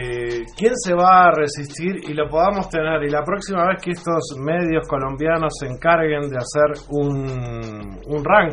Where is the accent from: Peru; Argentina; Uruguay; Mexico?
Uruguay; A mí como uruguayo me duele